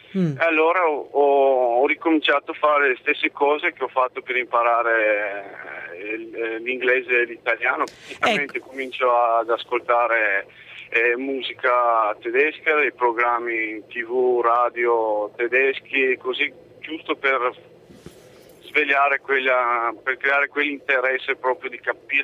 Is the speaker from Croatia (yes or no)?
no; Romania; first language Hungarian; Italian is a second language; now in Italy; io ne parlo quattro lingue, sono madrelingua ungherese.